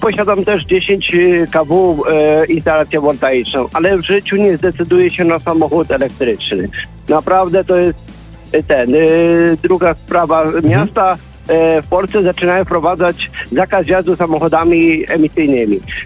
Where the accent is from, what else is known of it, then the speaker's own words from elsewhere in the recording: Dębica, Subcarpathian Voivodeship, Poland; Ja pochodzę z Dębicy